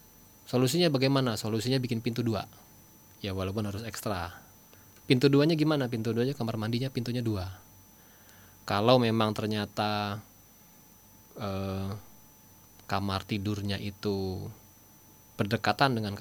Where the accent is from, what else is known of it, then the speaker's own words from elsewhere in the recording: Bekasi, West Java, Indonesia; kita di Jabodetabek, kita ini bukan orang Jakarta Ustaz ya, orang Bekasi perantauan.